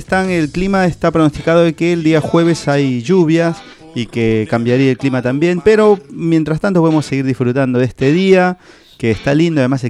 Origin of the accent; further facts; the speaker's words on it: Chimbote, Ancash, Peru; moved away as an adult; now in La Plata, Argentina; Los dos somos de Chimbote. Los dos terminamos el secundario